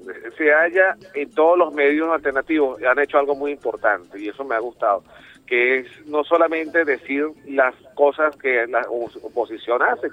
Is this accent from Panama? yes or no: no; Venezuela; como venezolano